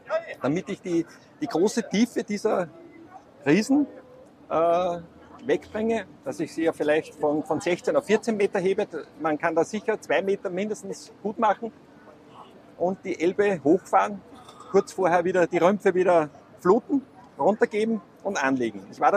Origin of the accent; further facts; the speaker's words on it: Austria; weil ich komme ja aus Österreich